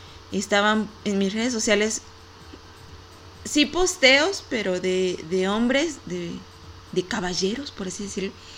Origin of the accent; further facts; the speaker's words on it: Aguascalientes, Mexico; Por lo menos aquí en mi país y aquí en Aguascalientes sí se vivió un día sin ellas.